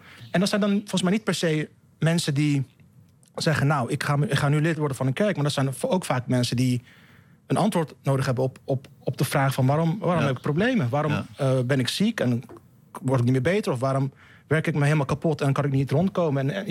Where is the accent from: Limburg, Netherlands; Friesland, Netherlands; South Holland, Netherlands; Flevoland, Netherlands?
South Holland, Netherlands; Rotterdam; Toen ging ik naar de BIEB, Rotterdam-Zuid, in Lombardije, waar ik ben opgegroeid.